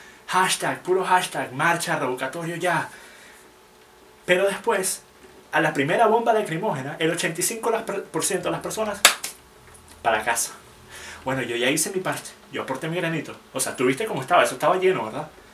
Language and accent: Spanish; Venezuela; moved away; Porque soy venezolano. Y voy a ser venezolano hasta que me muera, sin importar cuánto tiempo pase sin yo estar físicamente en el país.